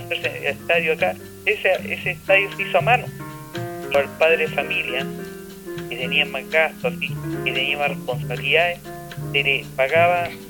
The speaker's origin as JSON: {"language": "Spanish", "town": "La Cisterna", "region": "Santiago Metropolitan Region", "country": "Chile", "said": "Soy de La Cisterna, no de Maipú."}